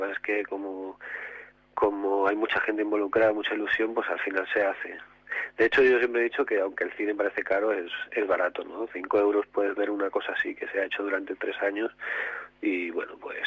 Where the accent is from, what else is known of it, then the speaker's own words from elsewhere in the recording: Ciudad Real, Castilla-La Mancha, Spain; no tengo familia en el cine y que todo soy de Ciudad Real